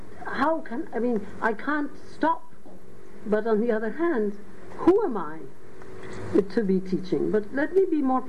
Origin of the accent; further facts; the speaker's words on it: West Bengal, India; first language Bengali; English is a second language; And you have to know the language, so clearly Bengali is my mother tongue, so I can teach there, and English, I'm bilingual in, so I can teach there.